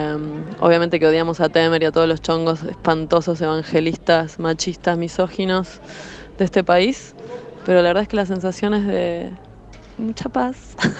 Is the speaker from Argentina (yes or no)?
yes; Hurlingham, Buenos Aires Province, Argentina; de Hurlingham. Estoy en Brasil, en Sao Paulo.